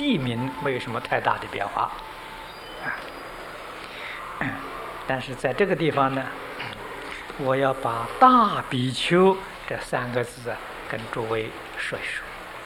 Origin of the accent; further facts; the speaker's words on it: China; 我们中国人对于乞食是讨饭的，这是我们中国人呢最瞧不起的啊。